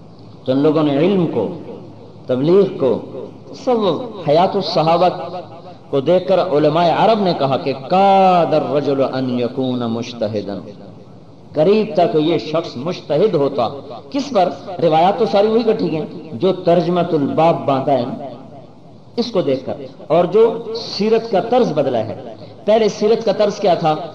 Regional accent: Multan, Punjab, Pakistan; میں نے کہا پاکستان سے ہوں. پاکستان میں کہاں سے ہیں؟ میں نے کہا ملتان سے ہوں.

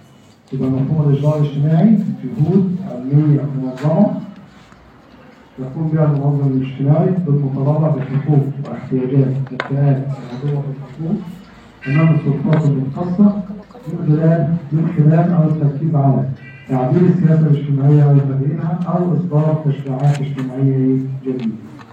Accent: Egypt; موجود عندنا في مصر عموما.

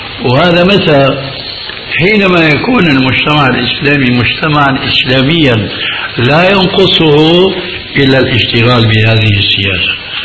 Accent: Syria

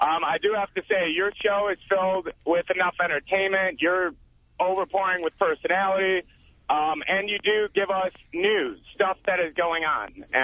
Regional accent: Chicago, Illinois, United States; now in Los Angeles, United States; I grew up in Chicago. Now I live out here in Los Angeles. I'm 20 years old.

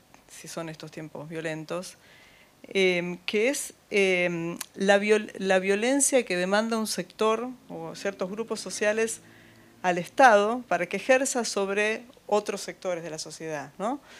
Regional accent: Temperley, Buenos Aires Province, Argentina; No soy de La Plata, soy de Temperley, de la zona sur del Gran Buenos Aires

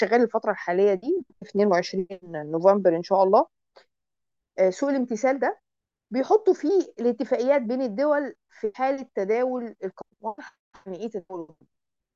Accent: Egypt; ويمكن عندنا في مصر من أشهر الناس اللي شغالين في السوق الطوعي ده

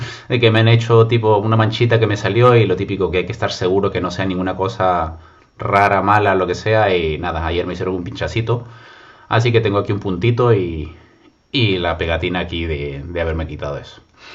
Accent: Peru; decían en mi país, en Perú, sábado chico.

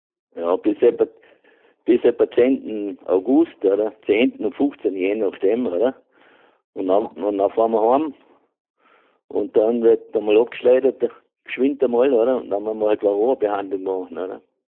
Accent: Carinthia, Austria; Ich bin ein Kärntner, aber ich habe das schon von Jugend auf, ganz von Jugend auf, habe ich das schon mitgekriegt.

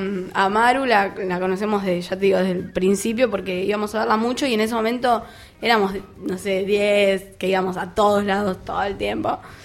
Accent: Avellaneda, Buenos Aires Province, Argentina; De Avellaneda. Zona sur.

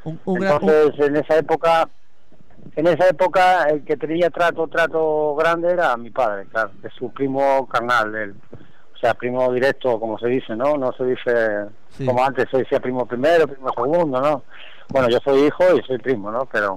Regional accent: Santander, Cantabria, Spain; now in A Coruña, Spain; llevo 20 años en Coruña, o sea, yo desde que salí de Santander ya perdí contactos, ¿no?

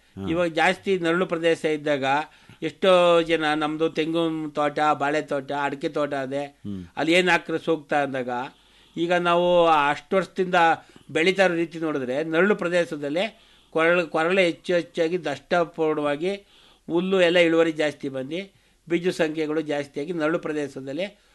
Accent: Guluru Doddi, Karnataka, India; ನಾವು ಗುಳೂರು ದೊಡ್ಡಿಯವರು, ಮದ್ದೂರು ತಾಲೂಕು ಕೊಪ್ಪ ಬಳಿ

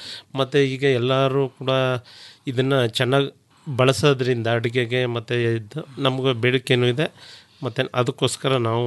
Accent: Haradanahalli, Karnataka, India; Sir, Haradanahalli, Chamarajanagar ಪಕ್ಕ, ಒಂದು 6 kilometre ಇದೆ ಸರ್.

